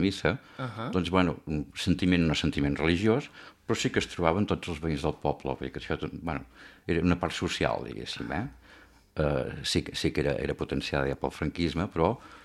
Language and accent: Catalan; Aiguaviva, Catalonia, Spain; born there; El meu pare són d'Aigua Viva. Eren veïns i això, vaig néixer a Aigua Viva el juny del 54.